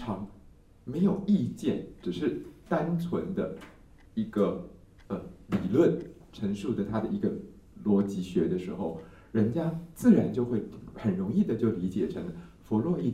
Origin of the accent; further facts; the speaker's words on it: Taiwan; 就比如说像我们台湾曾经有一个故事